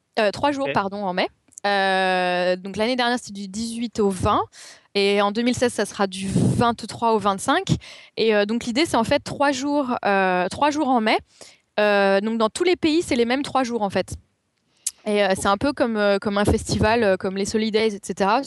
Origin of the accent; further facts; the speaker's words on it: Paris, Île-de-France, France; comme je suis parisienne, je suis restée à Paris parce que j'avais déjà tellement à faire à Paris